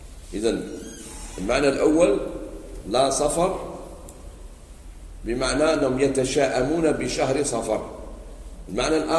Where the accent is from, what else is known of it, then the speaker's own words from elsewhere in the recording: Algeria; كاين واحد عند بعض المناطق عندنا في الجزائر